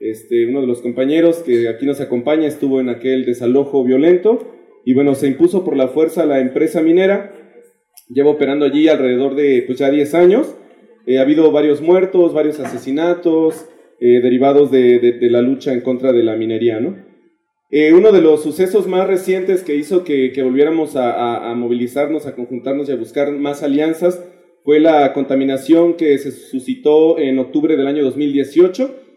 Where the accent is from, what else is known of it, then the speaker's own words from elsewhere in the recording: Oaxaca, Mexico; Somos de comunidades diferentes allá del Valle de Oaxaca